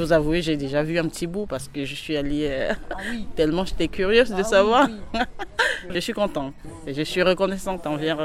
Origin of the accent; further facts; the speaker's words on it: Tours, Centre-Val de Loire, France; Je viens de Tours, Lannes-sur-Amboise